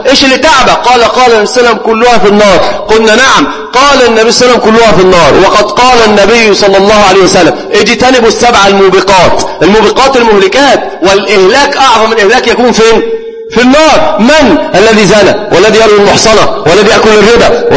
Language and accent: Arabic; Egypt; قالوها عندنا في مصر من العامة في المقاهي